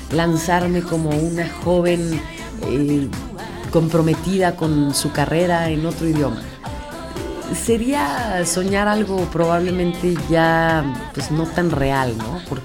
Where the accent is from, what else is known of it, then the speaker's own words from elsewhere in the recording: Mexico; Pero mi prioridad es México, mi prioridad es mi lenguaje, mi música, mis raíces.